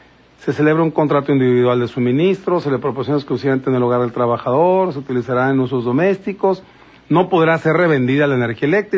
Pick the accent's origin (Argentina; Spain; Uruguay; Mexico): Mexico; Falta esa educación hacia nosotros, cada uno como mexicano, para comprender qué escuchamos.